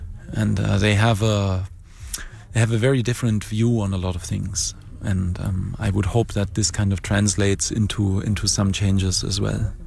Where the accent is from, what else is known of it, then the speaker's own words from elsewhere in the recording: Germany; Well, luckily there I come from Germany, and I can at least say that the German computer community is very socially and politically aware.